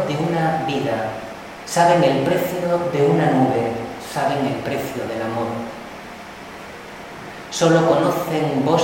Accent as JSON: {"language": "Spanish", "town": "Cáceres", "region": "Extremadura", "country": "Spain", "tie": "born there", "said": "Yo nací allí, en Cáceres"}